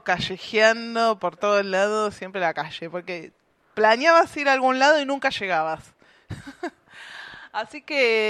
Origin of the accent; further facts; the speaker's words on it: Buenos Aires, Argentina; Para mí fue importante porque yo soy nacida y criada en Capital Federal. Vengo acá hace 4 años.